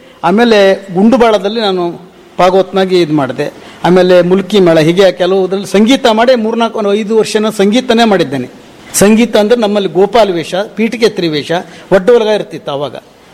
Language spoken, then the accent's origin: Kannada; Kolagi, Karnataka, India; ನನ್ನ ಊರು ಕೊಳಗಿ, ಸಿದ್ದಾಪುರ ತಾಲೂಕು, ಉತ್ತರ ಕನ್ನಡ.